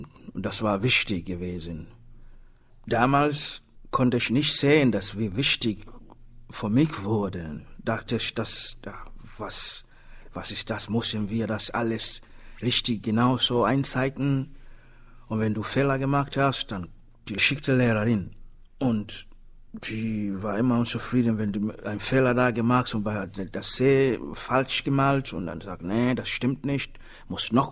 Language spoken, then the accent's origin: German; Tanzania; German is a second language; now in Germany; obwohl ich in Deutschland lebe, aber in meinem Herz, ich trage Tansania immer noch. Das ist meine, ja, meine Heimat.